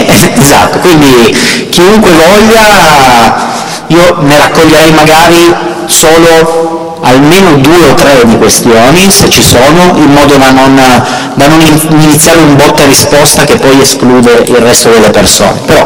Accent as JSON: {"language": "Italian", "town": "Turin", "region": "Piedmont", "country": "Italy", "said": "io sono di Torino"}